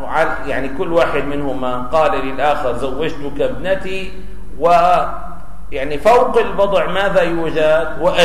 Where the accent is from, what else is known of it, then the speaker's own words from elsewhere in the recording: Syria; في الجزيرة عندنا في سوريا